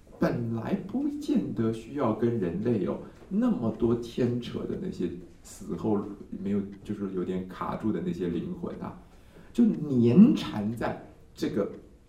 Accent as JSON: {"language": "Chinese", "country": "Taiwan", "said": "就比如说像我们台湾曾经有一个故事"}